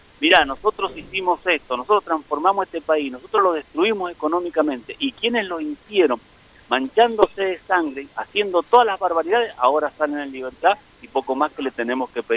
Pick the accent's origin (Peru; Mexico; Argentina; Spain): Argentina; now in Mendoza, Argentina; porque es necesario que como argentinos, no solo ya como militantes